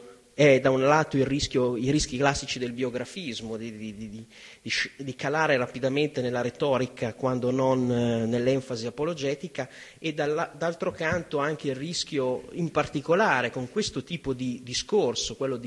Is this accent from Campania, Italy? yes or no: no; Reggio Emilia, Emilia-Romagna, Italy; Io vengo da Reggio Emilia e mi sono sorpreso dei molteplici collegamenti con la mia città